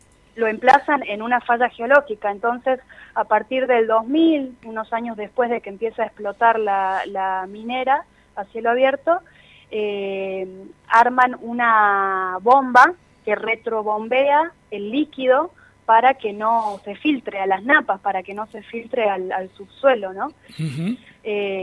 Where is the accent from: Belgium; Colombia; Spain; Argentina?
Argentina; Catamarca; Soy de la ciudad de Catamarca, sí.